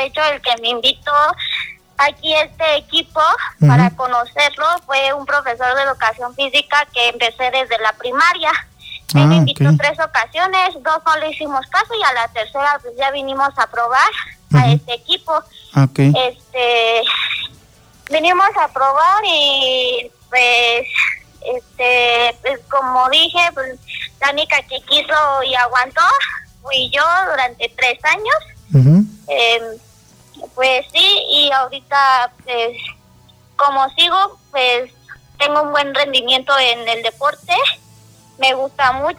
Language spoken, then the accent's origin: Spanish; Irapuato, Guanajuato, Mexico; born there; Bueno, yo nací en Irapuato, Guanajuato.